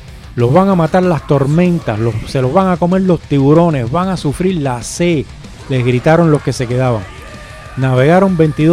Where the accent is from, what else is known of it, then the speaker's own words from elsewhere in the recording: Cuba; todo el mundo sabe por mi acento, y el que no, el que me escucha por primera vez, que yo soy cubano